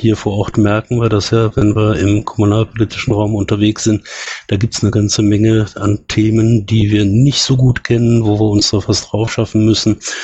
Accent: Cologne, North Rhine-Westphalia, Germany; im Rhein-Sieg-Kreis zu Hause, gebürtig aus Köln

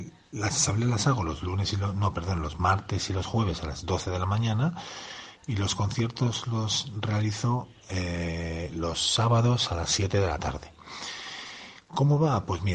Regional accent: Madrid, Community of Madrid, Spain; Pues bueno, en Madrid, sí soy de Madrid también.

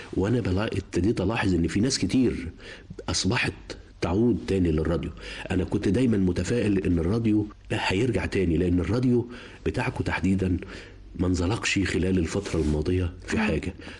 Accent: Cairo, Cairo Governorate, Egypt; born there; أنا أصلا من المنصورة بس مولود في القاهرة، يعني أسرتي نازحة من المنصورة إلى القاهرة، مولود في القاهرة في حلوان، بس يعني إيه الأصول والجذور من المنصورة.

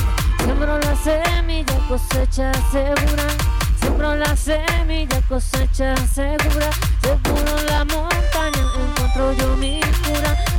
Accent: Patagonia, Chile; vengo desde la Patagonia de Chile

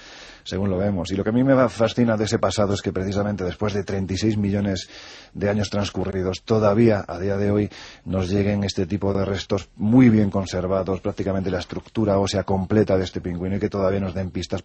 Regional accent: Andalusia, Spain; Yo vuelvo a repetir, soy andaluz sin gracia, es decir, lo tengo clarísimo, ¿no?

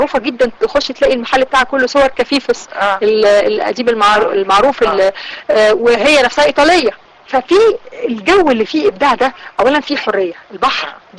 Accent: Alexandria, Alexandria Governorate, Egypt; moved away; بتجيلي لغايه دلوقتي لما بروح اسكندريه، رغم بقى ان مر عليا اكثر من 20 سنه سايبه مدينتي، لكن لما برجع بحس ان نفس احساس الطفوله والشباب بيرجع لي.

